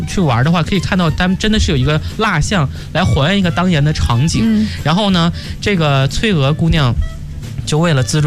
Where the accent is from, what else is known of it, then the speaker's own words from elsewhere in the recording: Northeast China, China; 其实我是一个东北人，我的生活环境当中不太会有水这个事情